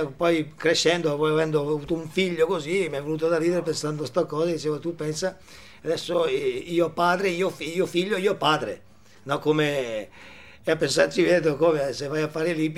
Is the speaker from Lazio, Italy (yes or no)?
no; Parma, Emilia-Romagna, Italy; ma vengo da Parma, faccio studente, solite cose.